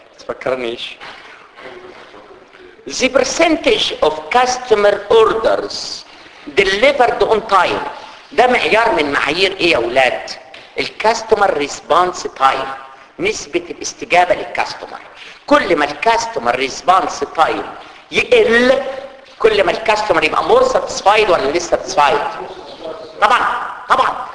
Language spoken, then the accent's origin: Arabic; Egypt; زي عندنا في مصر كده